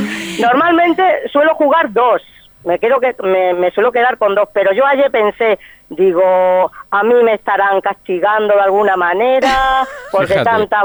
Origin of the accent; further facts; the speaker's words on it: Madrigalejo, Extremadura, Spain; recorro pues mi pueblo, que es Vegas Altas, Madrigalejo